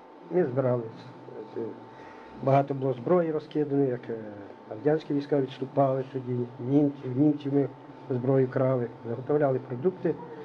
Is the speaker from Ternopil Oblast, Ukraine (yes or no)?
yes; Konyukhy, Ternopil Oblast, Ukraine; born there; Я народився, значить, в село Конюхи, Кузівського району, колись раніше був Бережанський район. Тернопільської області.